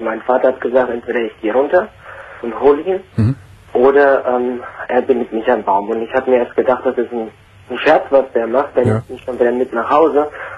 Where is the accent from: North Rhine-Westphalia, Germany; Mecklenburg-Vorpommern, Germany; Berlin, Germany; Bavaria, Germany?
North Rhine-Westphalia, Germany; in Gladbach, in der Nebenortschaft von da, wo ich herkomme.